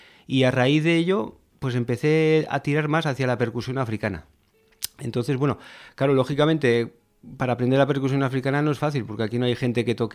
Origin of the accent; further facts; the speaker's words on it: Pamplona, Navarre, Spain; Y yo soy de aquí, soy de La Rocha, soy de aquí de Iruña, vamos.